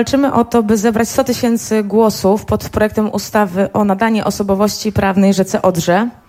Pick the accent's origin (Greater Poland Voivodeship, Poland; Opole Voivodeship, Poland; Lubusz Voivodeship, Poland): Lubusz Voivodeship, Poland; Sulechów; Ja przyjechałam do państwa z Sulechowa, województwo lubuskie. Lubuskie, najbardziej zalesione województwo w Polsce.